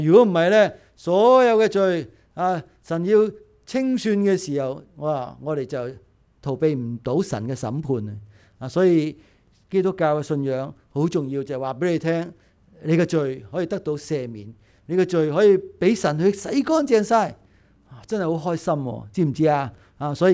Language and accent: Cantonese; Hong Kong; 但系我哋香港人咧系好曳嘅